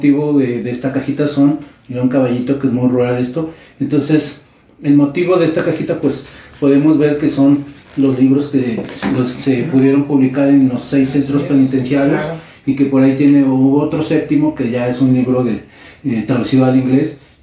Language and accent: Spanish; Ecatepec, State of Mexico, Mexico; A nosotros los de Ecatepec, claro.